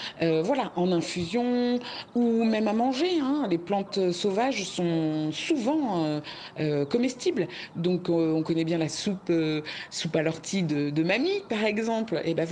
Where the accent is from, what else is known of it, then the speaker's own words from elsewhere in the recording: Versailles, Île-de-France, France; now in Creuse, France; suis paysanne herboriste en Creuse, dans le centre de la France. Je suis une ancienne citadine puisque je suis née à Versailles, que j'ai grandi vraiment en ville.